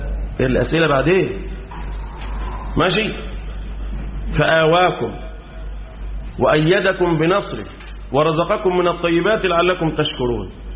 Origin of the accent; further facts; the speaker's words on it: Egypt; وده اللي حصل عندنا في مصر